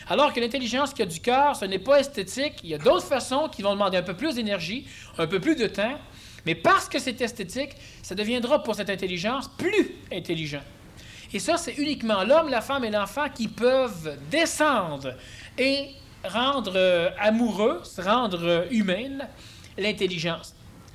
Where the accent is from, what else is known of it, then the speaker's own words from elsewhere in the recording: Quebec, Canada; Tu sais, on est Québécois, nous, mais on est très Américains.